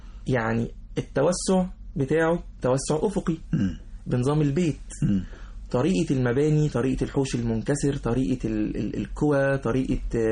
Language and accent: Arabic; Alexandria, Alexandria Governorate, Egypt; born there; لأن أنا من مواليد اسكندرية بالمناسبة